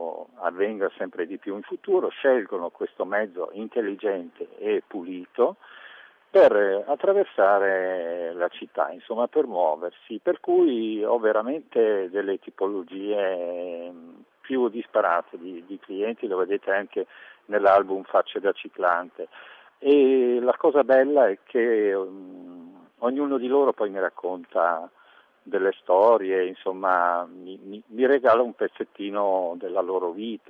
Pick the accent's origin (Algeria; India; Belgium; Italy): Belgium; Italian is a second language; Io sono belga, quindi notoriamente noi ci spostiamo in bicicletta.